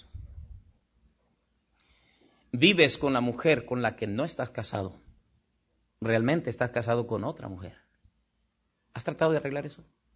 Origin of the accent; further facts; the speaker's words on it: Mexico; Y así somos los mexicanos, pero no debemos ser así los cristianos.